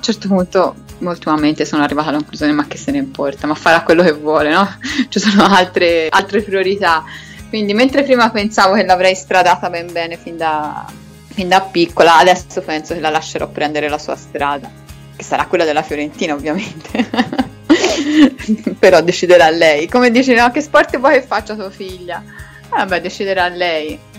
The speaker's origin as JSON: {"language": "Italian", "town": "Florence", "region": "Tuscany", "country": "Italy", "said": "Cioè siamo di Firenze, che vuoi fare la domenica?"}